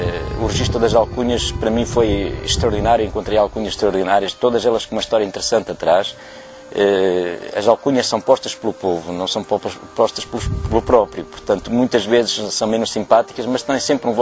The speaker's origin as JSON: {"language": "Portuguese", "region": "Norte", "country": "Portugal", "said": "porque eu também sou transmontano, também vivi"}